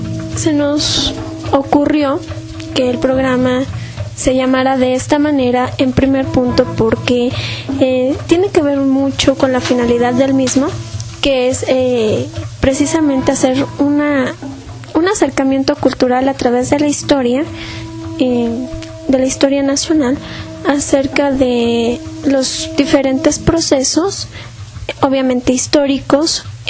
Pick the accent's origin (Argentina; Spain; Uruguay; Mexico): Mexico; somos mexicanos porque tenemos ciertos elementos que la historia nos ha ofrecido